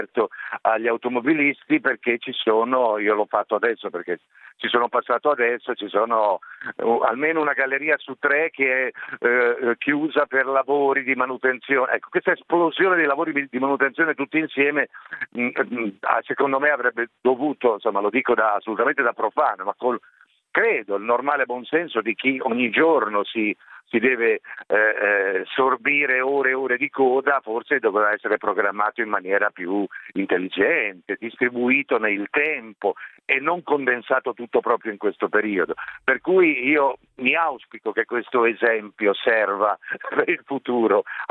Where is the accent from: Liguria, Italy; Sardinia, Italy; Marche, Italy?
Liguria, Italy; Genoa; Quindi come italiano, come genovese, sono orgoglioso